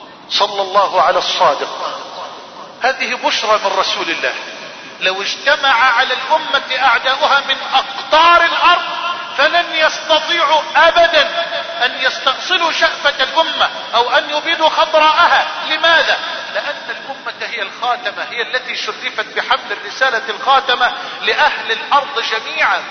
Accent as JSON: {"language": "Arabic", "country": "Egypt", "said": "اللهم احفظ بلدنا مصر من الفتن ما ظهر منها ما بطن"}